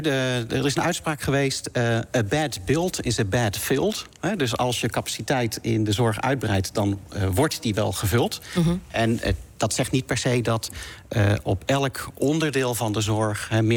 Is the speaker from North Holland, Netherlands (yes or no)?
no; North Brabant, Netherlands; Ik ben in Brabant opgegroeid.